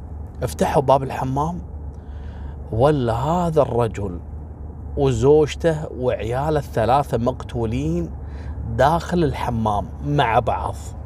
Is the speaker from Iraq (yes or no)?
no; Kuwait; ذاك اليوم عندنا في الكويت